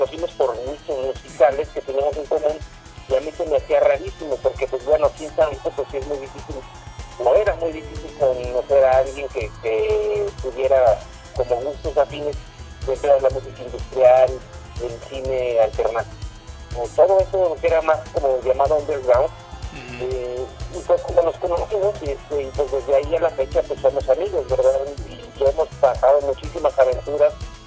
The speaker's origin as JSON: {"language": "Spanish", "region": "San Luis Potosí", "country": "Mexico", "tie": "born or raised there", "said": "yo nací en San Luis Potosí, he vivido toda mi vida. Y de hecho es una ciudad que me gusta mucho, la verdad, o sea, es pequeña, culturalmente está muy atrasada"}